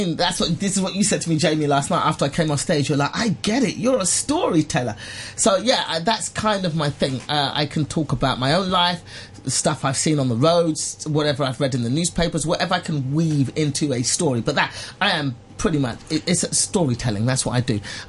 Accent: England, United Kingdom; moved away as an adult; now in Los Angeles, United States; So my mother, my mum and dad are Nigerian, and they went to London, and I was born and raised in England.

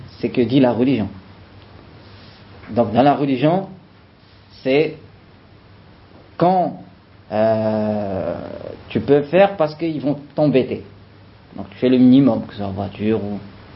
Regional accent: France; parce que il a vu que je viens de France

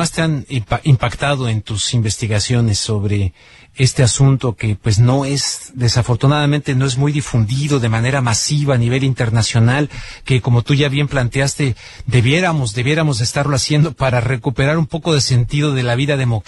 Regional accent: Mexico; born there; Soy mexicano. Soy mexicano, sí, nacido

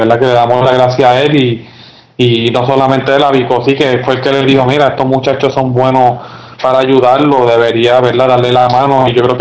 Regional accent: Puerto Rico; also born or lived in United States; yo me crié en Puerto Rico y en Estados Unidos, pues el joven se cría bien diferente

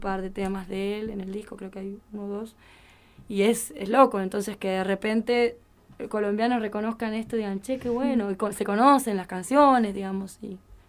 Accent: Argentina; Como para mí es un orgullo y es lindo también que sepan que uno como argentino, ¿no?

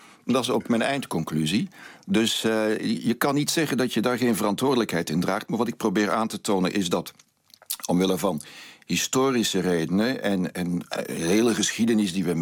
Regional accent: Belgium; En wij als Belgen zouden veel meer naar Nederland moeten kijken.

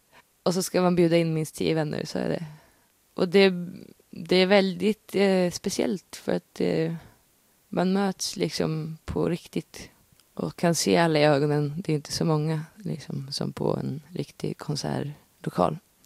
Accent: Stockholm County, Sweden; När jag växte upp, i Sverige i en skog utanför Stockholm

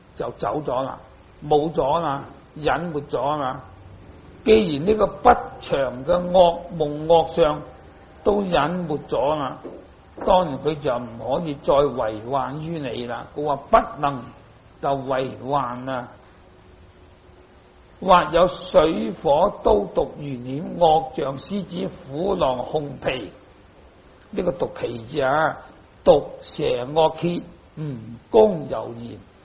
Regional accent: Hong Kong; 我出生在香港，长大在香港

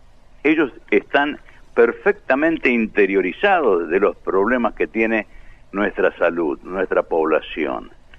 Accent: Argentina; Yo creo que no somos animales, somos dignos argentinos, como cualquiera.

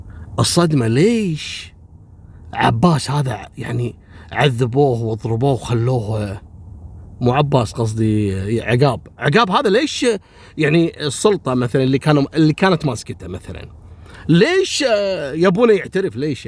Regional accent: Kuwait; يعني احنا عندنا في الكويت صارت قضية الميموني

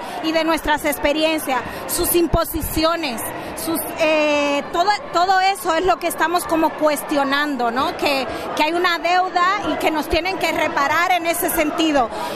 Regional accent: Dominican Republic; now in Spain; Yo soy afrocaribeña, vengo de Dominicana

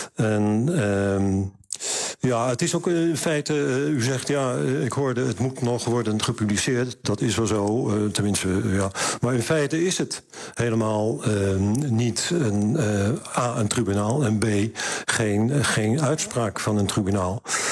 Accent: Netherlands; hoe bekijk je nou als Pool, of ik als Nederlander zelfs, hoe bekijk je nou die sancties vanuit Brussel?

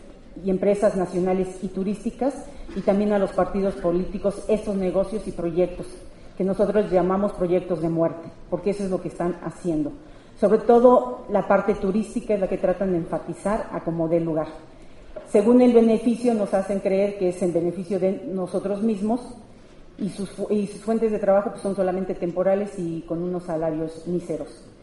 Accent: Santa Cruz Acalpixca, Mexico City, Mexico; yo vengo del pueblo de Santa Cruz Acalpisca, en Xochimilco

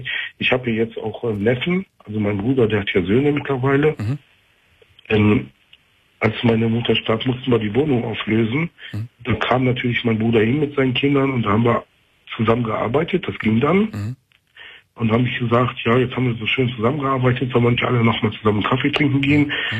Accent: North Rhine-Westphalia, Germany; ich komme aus dem Kölner Raum

